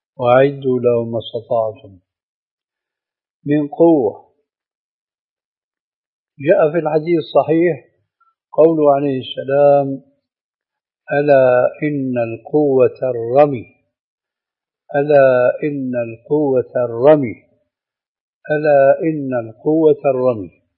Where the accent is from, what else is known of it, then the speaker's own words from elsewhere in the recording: Syria; لكن لما كما يقولون عندنا في الشام بحط الحطيط بجد الجد